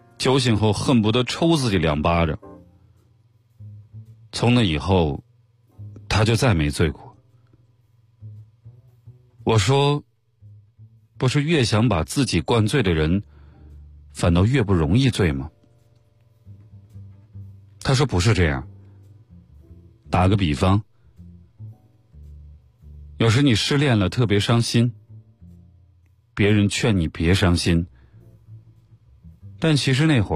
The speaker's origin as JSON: {"language": "Chinese", "region": "Northeast China", "country": "China", "said": "我很少喝酒，作为一个东北人，在外面我跟别人说自己不会喝酒"}